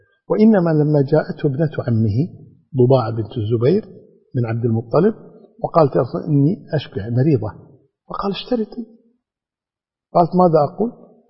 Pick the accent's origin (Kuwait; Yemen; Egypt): Kuwait; يبدأ الإنسان هذا الأمر عندنا في الكويت كمثال، عندما نخرج في الطائرة